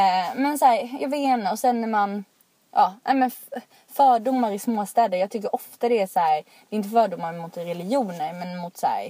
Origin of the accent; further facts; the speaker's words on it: Rottne, Kronoberg County, Sweden; Alltså jag är uppvuxen i Rottne och jag tror att när jag växte upp där så bodde det väl kanske så här 3000 människor där.